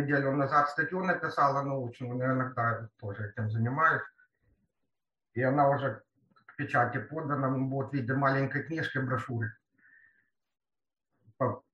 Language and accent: Russian; Kyiv, Ukraine; Потом я киевлянка.